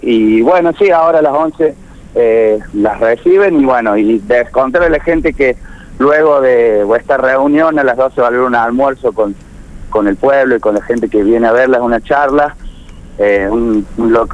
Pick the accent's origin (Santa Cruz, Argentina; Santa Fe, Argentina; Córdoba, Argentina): Córdoba, Argentina; yo vivo, o sea, vivo 5 minutos de Malvinas, ¿no? Un pueblo que está muy cerca, no soy vecino precisamente de Malvinas, soy de un barrio de Córdoba, pero estoy muy cerca de ellos.